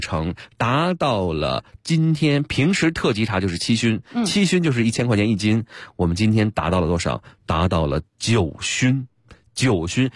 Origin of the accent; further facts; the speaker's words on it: Beijing, China; 这个我北京人代表我们北京的这个朋友们